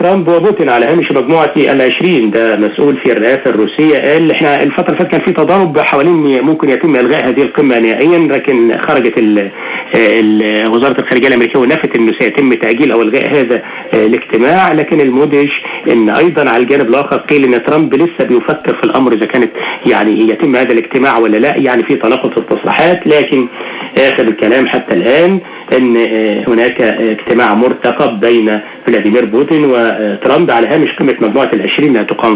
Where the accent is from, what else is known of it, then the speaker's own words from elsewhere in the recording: Egypt; ده طبعا بالنسبه لنا كمصريين